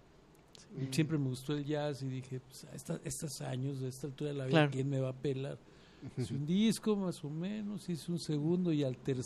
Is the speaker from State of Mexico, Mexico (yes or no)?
no; Mexico City, Mexico; Sí, bueno, de origen yo soy chilango.